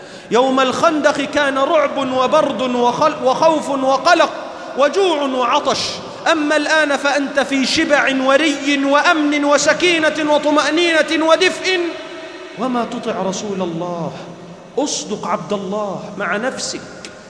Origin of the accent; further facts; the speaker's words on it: Egypt; اللهم احفظ بلدنا مصر من كل شر وسوء يا رب العالمين